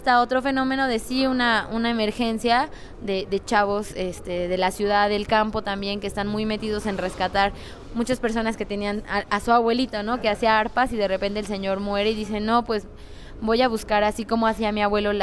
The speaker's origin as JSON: {"language": "Spanish", "country": "Mexico", "said": "De el bicentenario de México y la independencia y nosotros como mexicanos."}